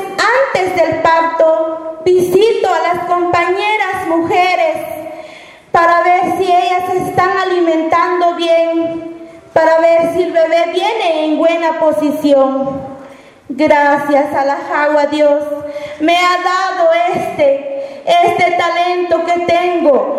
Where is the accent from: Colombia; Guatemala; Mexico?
Guatemala; Alta Verapaz; Vengo de Guatemala, del departamento de Alta Verapaz. Soy maya pocón y quechí.